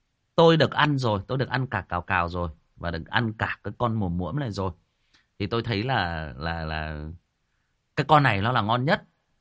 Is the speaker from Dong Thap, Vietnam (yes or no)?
no; Hưng Yên, Vietnam; Ở quê tôi Hưng Yên nó cũng có, nhưng mà nó ít, nó không phổ biến.